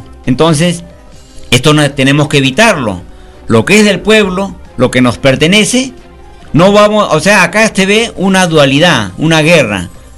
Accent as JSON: {"language": "Spanish", "country": "Peru", "said": "a mi pueblo peruano les digo"}